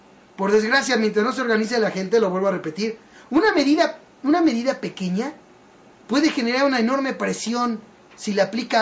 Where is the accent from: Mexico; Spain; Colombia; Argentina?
Mexico; esa es la falla que tenemos como mexicanos